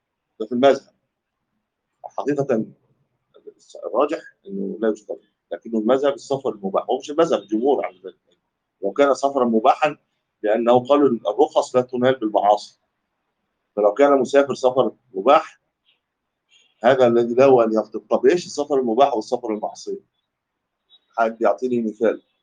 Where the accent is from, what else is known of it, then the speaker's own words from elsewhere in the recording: Egypt; دي كلمه بتاع دي ما تلاقيش عندنا في مصر